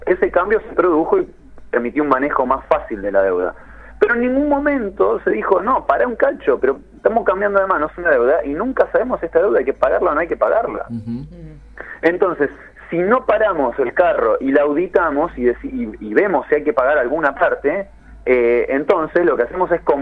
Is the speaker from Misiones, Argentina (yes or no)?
no; Bahía Blanca, Buenos Aires Province, Argentina; Yo soy de Bahía Blanca. En Bahía Blanca nos quedamos sin abastecimiento de agua.